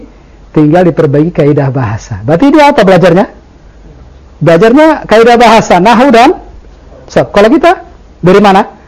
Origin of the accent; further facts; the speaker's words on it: Indonesia; Kalau saya sudah dengar bahasa Indonesia sejak kecil. Bahkan sejak saya dilahirkan dari perut ibu saya, bahasa ibu saya adalah bahasa Indonesia.